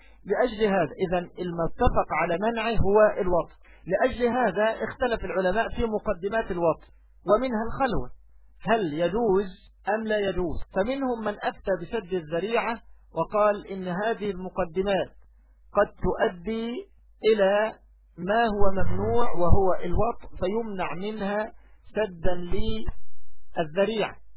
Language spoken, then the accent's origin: Arabic; Egypt; هذا أمر لا يستنكر سيما عندنا في مصر مثلا